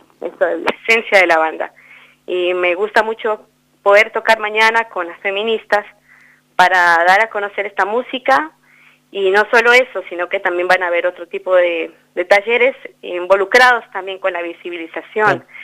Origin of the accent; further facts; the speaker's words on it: Sibundoy, Putumayo, Colombia; now in El Bolsón, Argentina; que nace en Sibundoy Putumayo, en mi terruño, y bueno, y se consolida también acá en el Bolsón